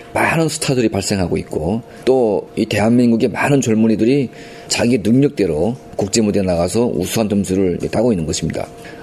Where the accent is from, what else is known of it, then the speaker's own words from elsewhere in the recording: North Korea; moved away; 제가 1992년도에 첫 탈북을 해서 중국에 있을 때